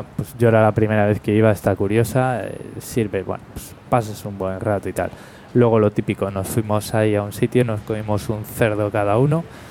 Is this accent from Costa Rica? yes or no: no; Spain; yo tengo podcast y soy español, porque me parece un poco pronto